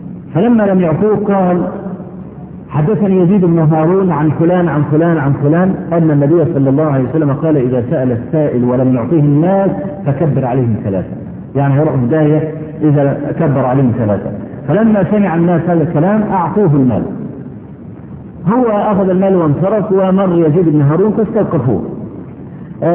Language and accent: Arabic; Egypt; عندنا في مصر